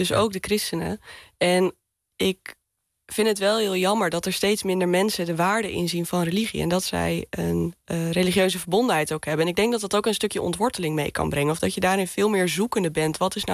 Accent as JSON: {"language": "Dutch", "town": "Assen", "region": "Drenthe", "country": "Netherlands", "tie": "born or raised there", "moved": "as an adult", "said": "Ja, ik ben opgegroeid in Assen, in Drenthe. En ik ben op mijn 18e verhuisd naar Enschede voor mijn studie. Ik heb altijd in Groningen op de middelbare school gezeten. Dus nou ja, het noorden en het oosten, dat voel ik me gewoon wel lekker thuis."}